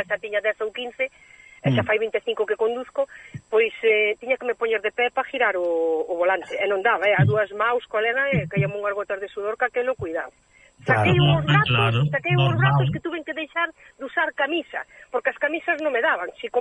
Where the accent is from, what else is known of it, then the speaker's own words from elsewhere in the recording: Vilar de Mondelo, Galicia, Spain; also born or lived in Switzerland; inda que son de nacimiento suiza, pois son gallega, pero con orgullosa que estou eu da miña terra, do meu idioma, da nosa comida, dos nosos paisajes, de todo, estou orgullosa.